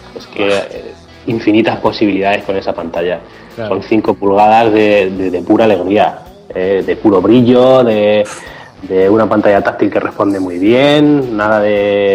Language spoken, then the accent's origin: Spanish; Ciudad Real, Castilla-La Mancha, Spain; sí, somos de Ciudad Real, allí lo más que hay son 5 autobuses